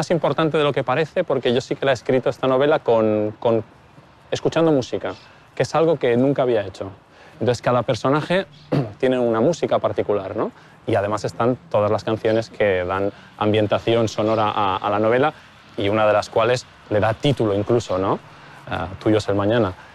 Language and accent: Spanish; Reus, Catalonia, Spain; la tercera dedicada a mi ciudad de origen, ¿no? Reus.